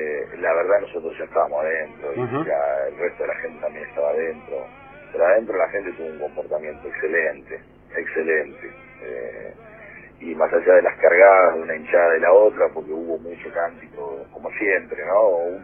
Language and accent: Spanish; Bahía Blanca, Buenos Aires Province, Argentina; vos sabés que yo soy de Bahía Blanca